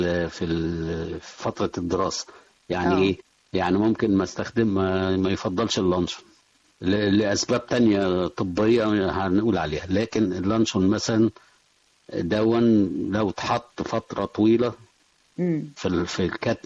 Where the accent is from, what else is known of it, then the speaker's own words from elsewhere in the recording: Egypt; احنا بنلاحظ هنا كمصريين كعادات يعني غذائية مصرية عندنا،